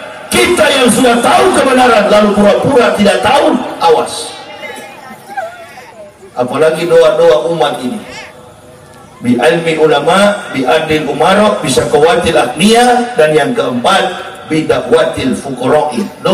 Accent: Manado, North Sulawesi, Indonesia; Saya orang Manado, dari kecil sampai besar umat Islam di Manado. Dulu saya masih kecil, hanya 11 kepala rumah tangga di kampung saya.

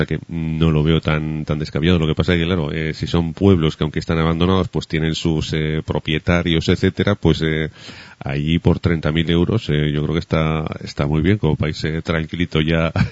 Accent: Aragon, Spain; yo que soy de Aragón

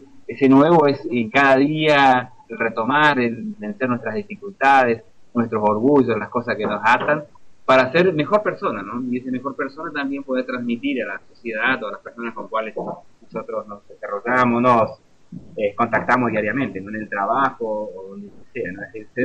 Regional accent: Corrientes, Argentina; now in Uruguay; yo soy correntino, de sangre guaraní, y estamos viviendo acá.

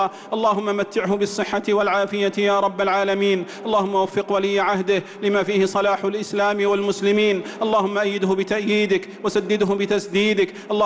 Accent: Saudi Arabia; اللهم أدم على بلادنا المملكة العربية السعودية

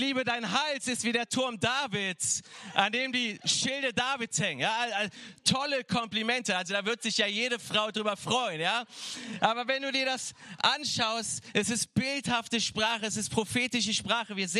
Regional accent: Cologne, North Rhine-Westphalia, Germany; Ja, ich komme aus Köln, da trinkt man eher andere Sachen.

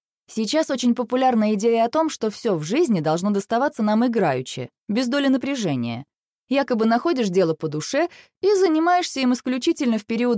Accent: Moscow, Russia; born there; Я родилась в Москве в семье предпринимателей.

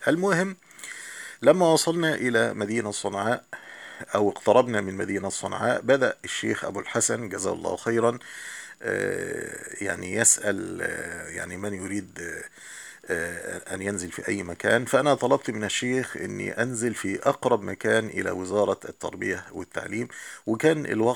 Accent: Egypt; عندنا في مصر طبعا الوزارات مباني فخمة جدا ومباني فاخرة

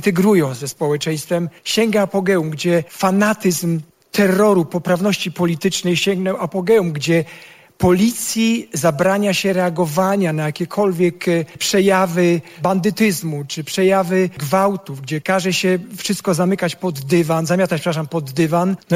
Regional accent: Sweden; now in Poland; Szwecja się bardzo zmieniła. Ja pamiętam Szwecję zupełnie inną.

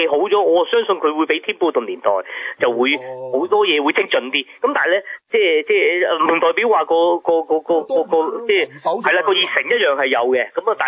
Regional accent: Hong Kong; 咁我知行內我哋香港人就好多喺邊 mark 都見過幾年㗎啦

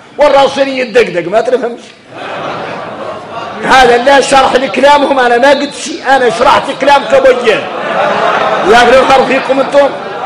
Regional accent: Mauritania; انا موريتاني

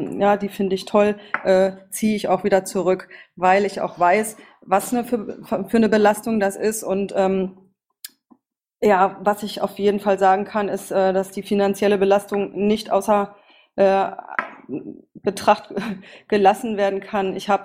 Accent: Berlin, Germany; Zu mir, ich komme aus Berlin

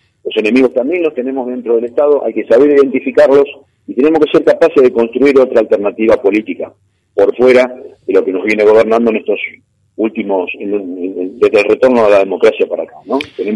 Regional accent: Argentina; para entonces nosotros como argentinos y argentinas, entre comillas, muy entre comillas, de manera soberana, decidir qué hacer con el litio.

